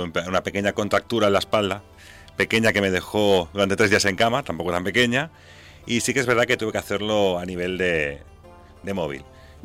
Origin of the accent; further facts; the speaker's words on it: Catalonia, Spain; Me encanta el catalán, soy catalán, con lo cual hacer un programa en catalán es algo que también me gusta.